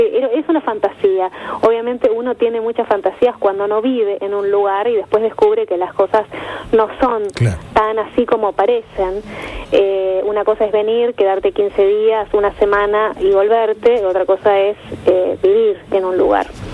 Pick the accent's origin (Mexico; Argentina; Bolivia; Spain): Argentina; Bernal, Buenos Aires Province; now in London, United Kingdom; Está bien. Bueno, yo soy de Buenos Aires.